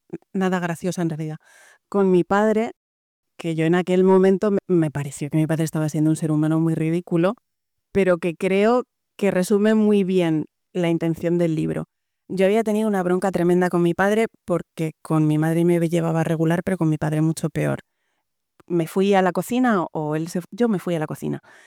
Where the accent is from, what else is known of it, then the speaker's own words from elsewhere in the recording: Spain; yo, que soy una mujer española nacida en 1974, me he criado